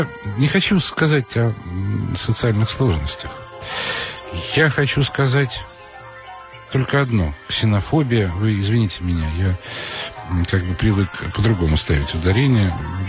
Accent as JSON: {"language": "Russian", "region": "Moscow", "country": "Russia", "said": "я же москвич, я все это знаю прекрасно"}